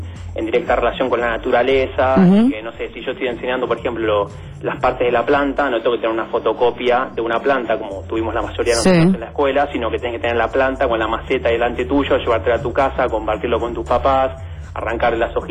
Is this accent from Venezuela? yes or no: no; Vicente López, Buenos Aires Province, Argentina; Te estoy llamando desde Caballito, pero en verdad soy de Vicente López.